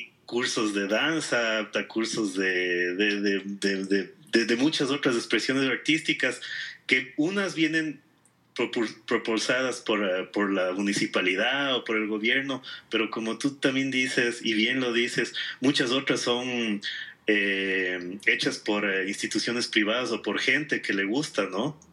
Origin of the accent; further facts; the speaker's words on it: Quito, Pichincha, Ecuador; A veces uno como quiteño ya te acostumbras y has ido tantas veces y todo